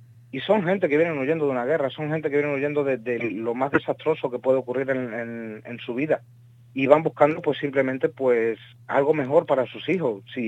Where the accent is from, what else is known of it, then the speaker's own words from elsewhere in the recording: Fuenlabrada, Community of Madrid, Spain; yo soy de Fuenlabrada, me han confinado